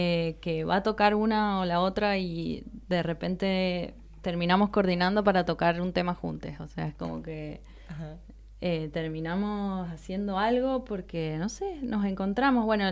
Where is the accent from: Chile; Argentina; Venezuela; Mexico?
Argentina; San Juan; now in Mendoza, Argentina; yo como vengo de San Juan, no conocía nada acá en Mendoza